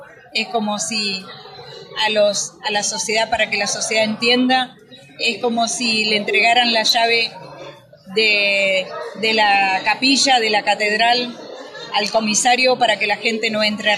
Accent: Zapala, Neuquén, Argentina; born there; vengo de la provincia del Neuquén, vivo en la comunidad Curruinca, a los pies del Cerro Chapelco. Soy nacida en la zona centro, en la zona de Zapala, en una de las comunidades de la zona centro de la provincia del Neuquén.

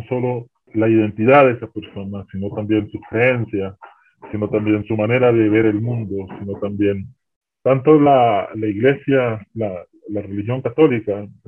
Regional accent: Nicaragua; soy nicaragüense y he trabajado un poco con comunidades

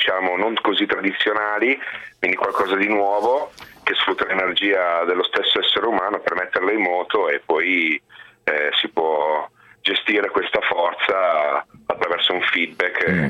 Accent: Biella, Piedmont, Italy; A Biella.

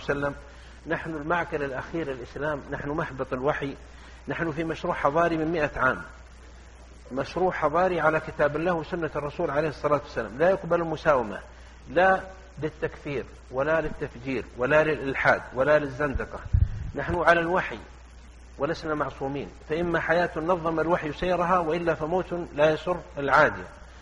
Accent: south, Saudi Arabia; أنا جيت من الجنوب ومعنا ناس من الشمال وناس من الشرقية وناس من الغربية

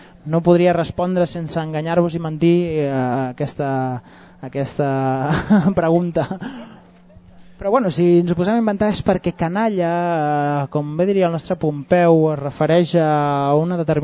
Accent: Catalonia, Spain; perquè jo, com ja veus, soc del Ripollès

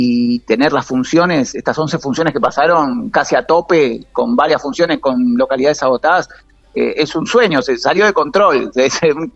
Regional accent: Banfield, Buenos Aires Province, Argentina; Sí, yo nací a media cuadra de la cancha de Banfield y sigo viviendo en el barrio. Así que 43 años en Banfield.

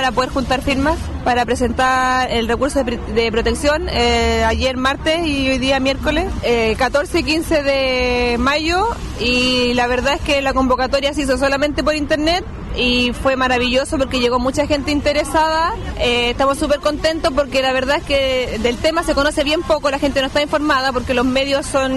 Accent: San Antonio, Valparaíso, Chile; soy de San Antonio

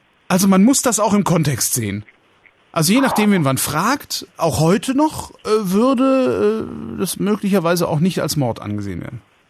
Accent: Berlin, Germany; Habe ich gerade gesagt, 19 aus Berlin.

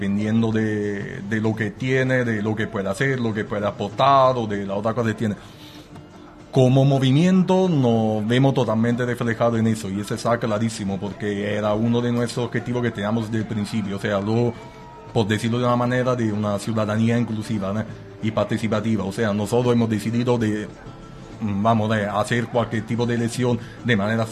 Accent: Italy; now in Spain; yo siendo italiano intento estar al tanto de lo que pasa ahí también

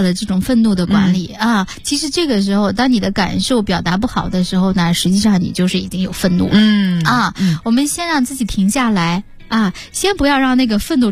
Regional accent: China; 虽然我们中国人呢整体上都不是太愿意表达感受

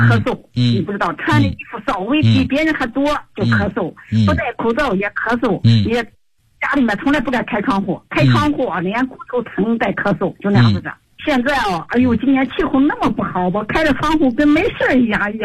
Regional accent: Xinjiang, China; 我是新疆农七师的。我生于52年，是5月1日生的。

